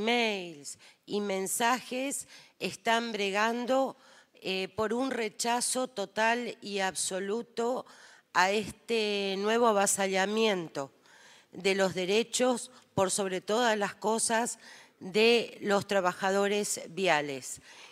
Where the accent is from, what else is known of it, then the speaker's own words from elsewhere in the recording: Formosa, Argentina; Yo vengo de la provincia de Formosa y realmente el trabajo que ha realizado históricamente